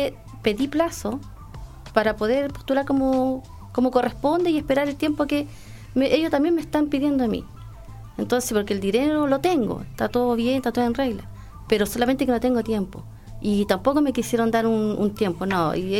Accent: Chile; Somos todos ciudadanos, somos todos chilenos.

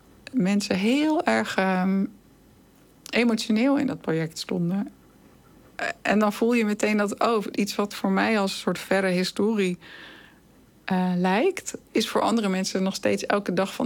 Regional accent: Netherlands; En ik dan als Nederlandse.

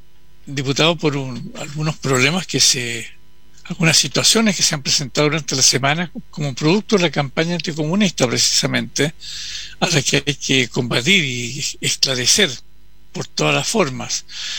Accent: Chile; pero soy chileno y mis problemas están acá

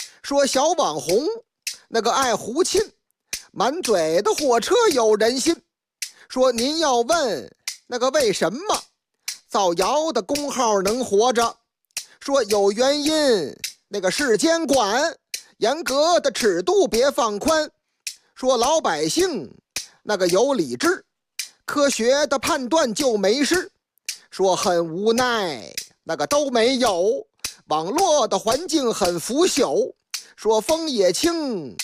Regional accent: Liangshan, Shandong, China; 头几天在我老家山东梁山县，嚯，这地方出好汉呐

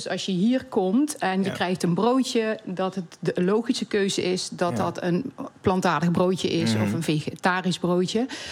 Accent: Limburg, Netherlands; Ik kom uit Zuid-Limburg, dus ik ken een beetje het platteland.

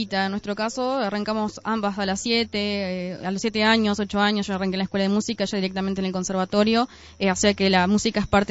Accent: Durazno, Uruguay; Nosotros nacimos en la zona de Plaza Artigas, más bien. Mudamos hace poco hacia ahí, pero somos de la Plaza Artiga

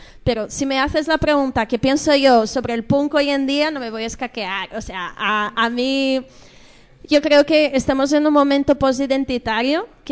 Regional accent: Brazil; Spanish is a second language; Bueno, porque yo no soy de aquí, yo soy de Brasil.

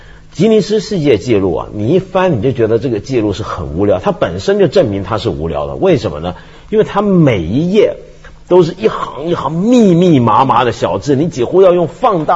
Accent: China; 看到我们中国人是这样子开车，这样排队

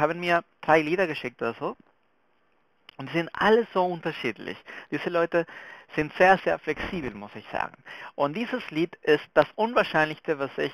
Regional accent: Venezuela; German is a second language; Unsere nächste Gruppe kommt aus Venezuela, mein Heimat.

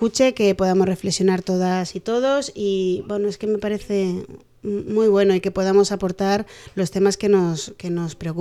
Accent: Madrid, Community of Madrid, Spain; now in Perales, Spain; A ver, yo soy de Madrid y bueno, nos vinimos a Perales hace 18 años ya.

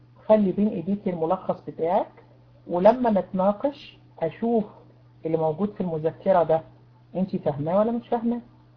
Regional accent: Egypt; سكايب عندنا في مصر بقى بيقع

